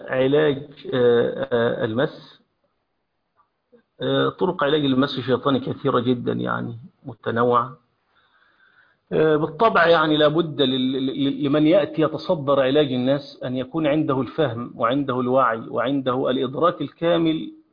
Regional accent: Egypt; عندنا في مصر عليها الناس دي ملبوسة عليها الناس

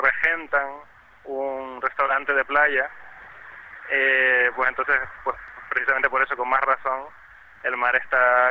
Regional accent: Canary Islands, Spain; now in Gran Canaria, Spain; Pero yo, como tinerfeño, pues quizás me ha llamado más la atención ese tipo de costa, o lo he podido ver con una perspectiva diferente al venir de fuera

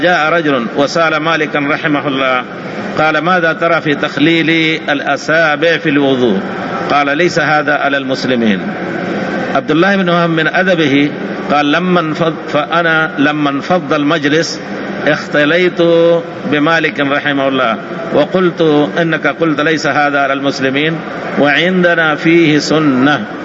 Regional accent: India; وأنا من أبناء الهند بفضل الله تعالى، ودرست والحمد لله من أبناء أهل الحديث بفضل الله تعالى، درست السنة في مدارس السنة

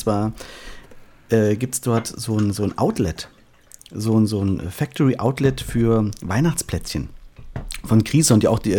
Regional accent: Künzell, Hesse, Germany; Ich komme ja aus Fulda, aus Künzell.

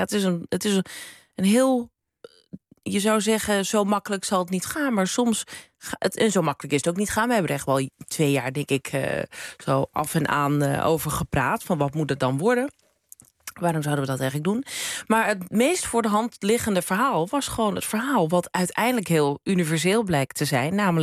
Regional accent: Krommenie, North Holland, Netherlands; En ik ben zelf, kom ik uit Krommenie. Ja. Het is een paar dorpjes verderop.

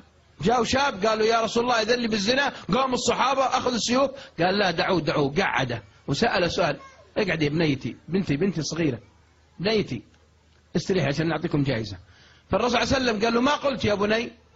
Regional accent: Riyadh, Riyadh Province, Saudi Arabia; واحد عندنا في الرياض يستحي يستحي مرة

